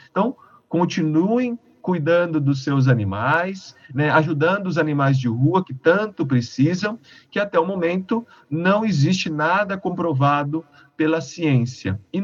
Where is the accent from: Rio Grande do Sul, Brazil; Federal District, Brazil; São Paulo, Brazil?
São Paulo, Brazil; now in Uberaba, Brazil; Sou de São Paulo, capital, mas fui fazer vestibular e passei na época, né?